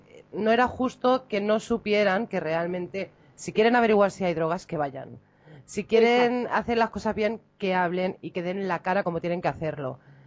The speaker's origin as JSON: {"language": "Spanish", "region": "Balearic Islands", "country": "Spain", "said": "Yo soy mallorquina y ¿qué?"}